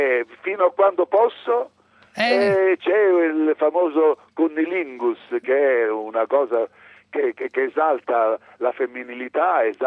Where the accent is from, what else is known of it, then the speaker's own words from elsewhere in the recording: Sicily, Italy; Io sono un siciliano, stavo dicendo un siciliano